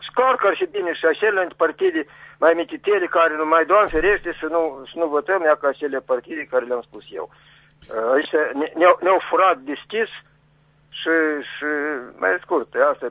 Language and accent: Romanian; Chișinău, Moldova; now in Criuleni, Moldova; sunt din Chișinău, dar acum sunt în Răionul Criuleni.